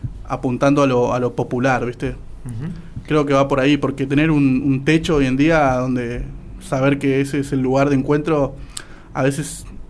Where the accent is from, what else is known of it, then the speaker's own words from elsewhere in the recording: González Catán, Buenos Aires Province, Argentina; yo soy González Catán, viste, yo me crié en González Catán